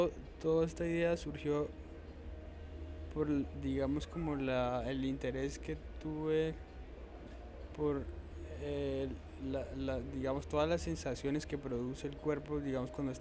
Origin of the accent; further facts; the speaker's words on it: Cali, Valle del Cauca, Colombia; soy un artista de Cali, de 28 años.